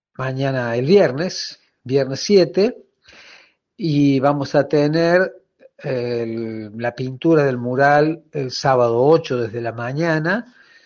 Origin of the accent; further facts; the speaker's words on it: Argentina; la riquísima diversidad étnica y cultural que teníamos como argentinos, que hemos recibido tanta inmigración desde siempre.